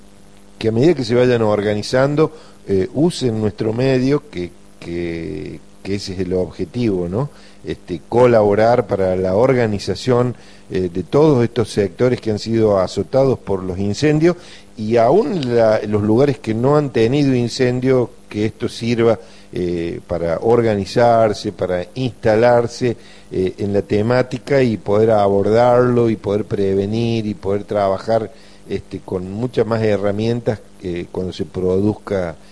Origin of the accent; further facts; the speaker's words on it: Argentina; sino que nos interesan simplemente como argentinos o como personas que vivimos en esta parte sur del continente.